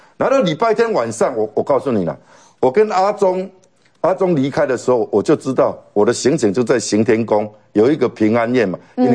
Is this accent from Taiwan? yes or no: yes; Taiwan; 那时候他派飞机去武汉把我们台湾人接回来